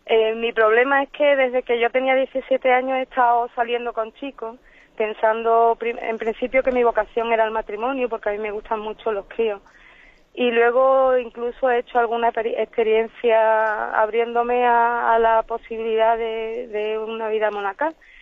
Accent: Seville, Andalusia, Spain; Soy de Sevilla.

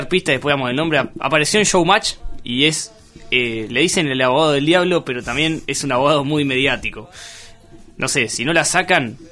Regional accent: Miramar, Buenos Aires Province, Argentina; moved away as an adult; now in La Plata, Argentina; A los 18. Cuando me mudé a La Plata, yo soy de Miramar y me vine a estudiar acá.

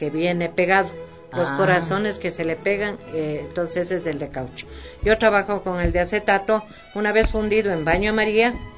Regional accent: Quito, Pichincha, Ecuador; Pero yo me crié, soy del centro de Quito. De Quito, Rocafuerte, Imbabura.

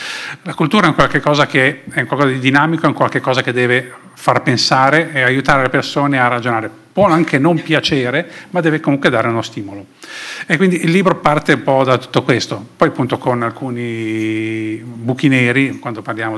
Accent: Sanremo, Liguria, Italy; born there; Io sono nato a Sanremo

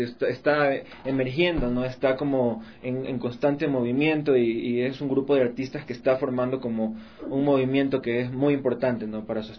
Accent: Guayaquil, Guayas, Ecuador; now in Quito, Ecuador; al menos aquí en Quito. Yo soy de Guayaquil, ya tengo 10 años acá

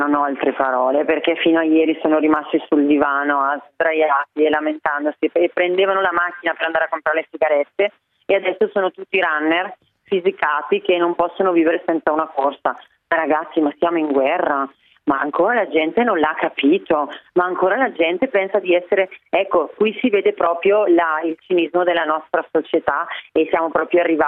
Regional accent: Bergamo, Lombardy, Italy; io da bergamasca in questi giorni sto vivendo una tragedia

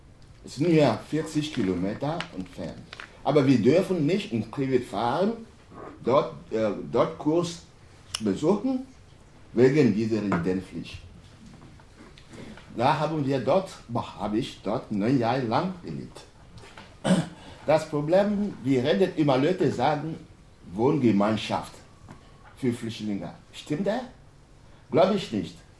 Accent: Togo; German is a second language; now in Germany; Ich komme aus Togo. Und ich bin hier in Deutschland 1997 gekommen.

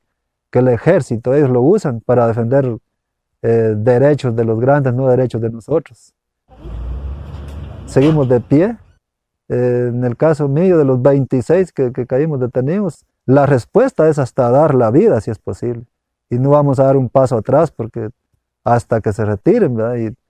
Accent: Mataquescuintla, Jalapa, Guatemala; Soy de San Miguel, Mataquespinto, departamento de Jalapa.

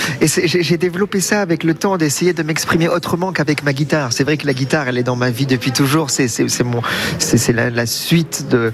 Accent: Bordeaux, Nouvelle-Aquitaine, France; born there; now in Paris, France; Je suis né à Bordeaux en effet, toujours attaché à mes racines, mais ma maison est à Paris en ce moment.

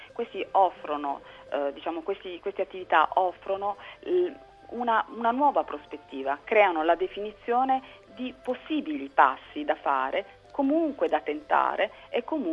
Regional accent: Bari, Apulia, Italy; io sono pugliese, io sono di Bari

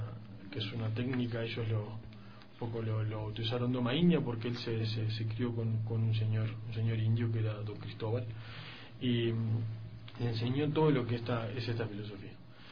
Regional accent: Uruguay; now in Ecuador; soy uruguayo. Estoy acá en Ecuador dando un poco de lo que son talleres y conocimientos.

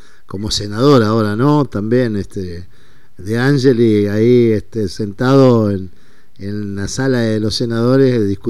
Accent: Concordia, Entre Ríos, Argentina; Yo soy también de allá, de aquellos lados, soy entrerriano, de Concordia

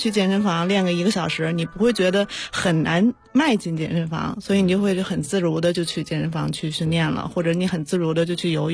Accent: Hebei, China; 我是河北人。

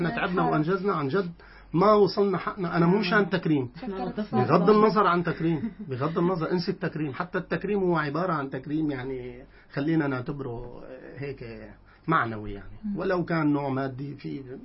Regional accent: Syria; مواضيع الرياضة بشكل عام عندنا بسوريا هي هي

